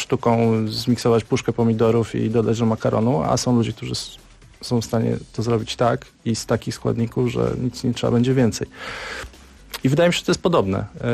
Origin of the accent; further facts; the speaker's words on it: Warsaw, Masovian Voivodeship, Poland; Ja się wychowałem na Mirowie i tam praktycznie co kilkadziesiąt metrów są jakieś tablice